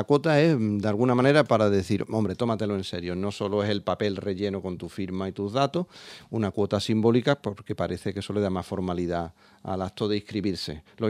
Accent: Andalusia, Spain; Somos del Aljarafe. El Aljarafe sevillano, sí, hay que atravesar el río, hay que por Triana y los Remedios, hay que atravesar el Aljarafe, una comarca muy próxima, con mucha población, una pequeña meseta con muchas localidades todas muy próximas.

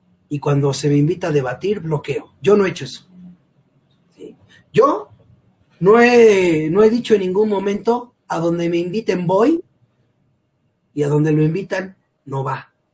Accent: Mexico; Tengo que buscarle, como muchos mexicanos, para irla llevando

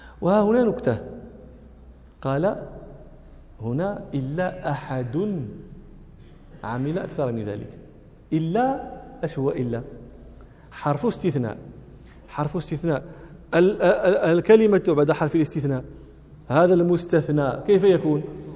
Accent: Rabat, Rabat-Salé-Kénitra, Morocco; أنا من جنس غير جنس أهل طنجة، أنا من أهل الرباط منشأ ومولدا ومن أهل دكالة أصولا، ففي جميع الأحوال لست من أهل طنجة.

